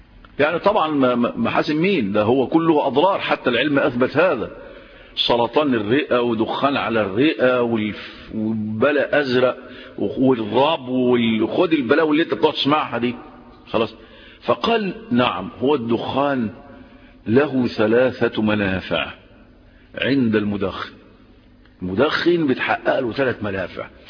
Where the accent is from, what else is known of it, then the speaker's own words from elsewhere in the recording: Egypt; عندنا في مصر 20 مليون مدخن